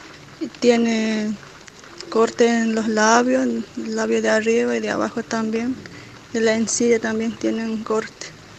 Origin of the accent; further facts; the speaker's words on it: Ingeniero Juárez, Formosa, Argentina; soy de Ingeniero Juárez Formosa.